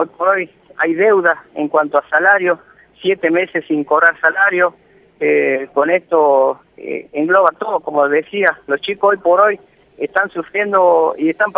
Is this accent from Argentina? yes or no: yes; Argentina; que en el Talar también somos argentinos.